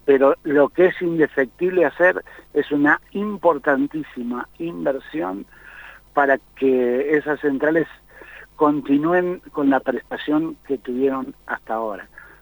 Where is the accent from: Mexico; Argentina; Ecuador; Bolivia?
Argentina; En el tema de la energía eléctrica, primero deberíamos, como argentinos, tener claro una definición.